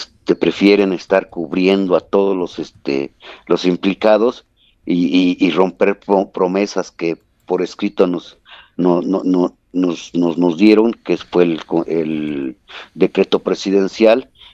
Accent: Tlaxcala, Mexico; vivimos a 9 horas de la escuela, o sea, nosotros somos de Tlaxcala, un estado del centro del país

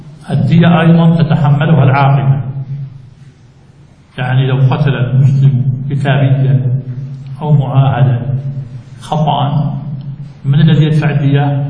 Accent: Jordan; وممن استفاد منها بلادنا الأردن

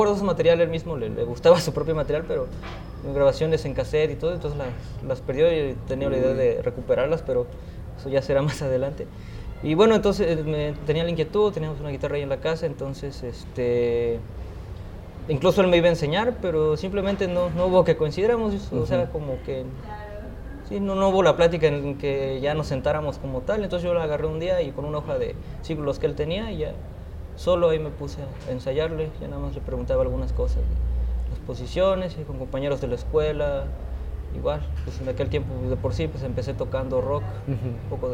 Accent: Jonotla, Puebla, Mexico; yo soy originario de la Sierra Norte de Puebla, un pueblo que se llama Jonotla.

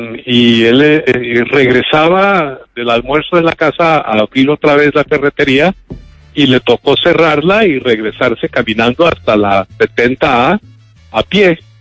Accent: Bogotá, Colombia; born there; Efectivamente, yo nací en Bogotá en 1948.

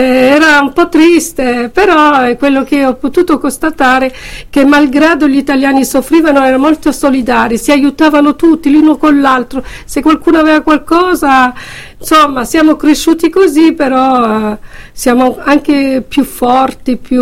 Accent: Wallonia, Belgium; nata in Belgio, a Morlaoué, nella Wallonia.

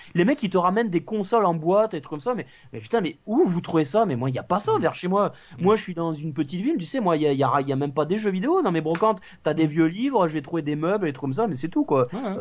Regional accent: Toulouse, Occitanie, France; Je salue les Toulousains, parce que je suis Toulousain d'origine.

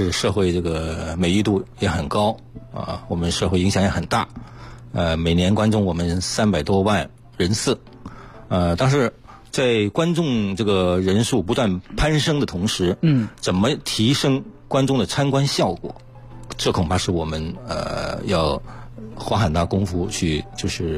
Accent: China

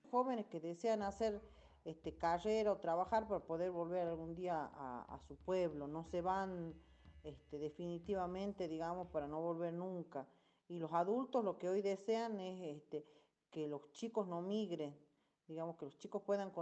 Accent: Ampimpa, Tucumán, Argentina; yo provengo de Ampimpa y cuando estaba allá creen que vivía en la punta del cerro. Sí me hicieron sentir de pronto que vivía muy en el campo, muy en el cerro

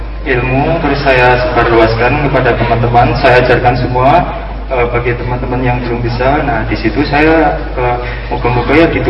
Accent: Kulon Progo, Special Region of Yogyakarta, Indonesia; Saya dari Serambi Madinah.

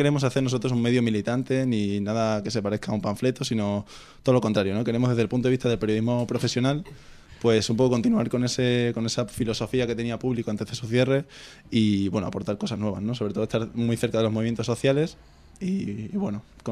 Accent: Badajoz, Extremadura, Spain; yo que soy de Badajoz, ya estas navidades he aprovechado y lo he llevado para allá también.

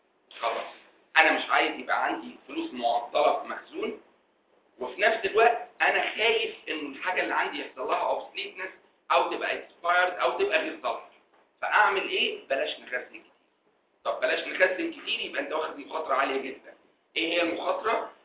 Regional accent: Egypt; على كل الاماكن الضخمه اللي عندنا في مصر دي

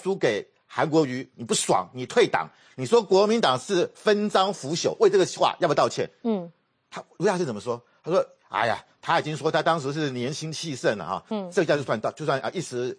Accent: Taiwan; 妈祖关公是我们台湾人的民间信仰很重要

